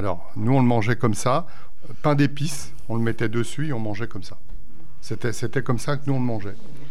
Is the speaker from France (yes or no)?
no; Belgium; Régional, mais nous en Belgique, ma mère, elle faisait le chou rouge comme tu le fais.